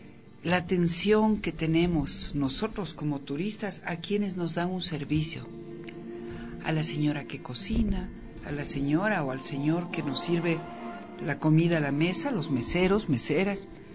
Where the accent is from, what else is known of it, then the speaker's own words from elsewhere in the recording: Ecuador; lo que somos, ecuatorianos y ecuatorianas